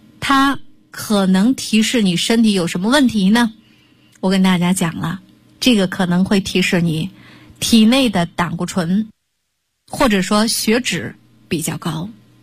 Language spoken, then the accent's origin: Chinese; Shandong, China; 我们山东人管这样就叫魔怔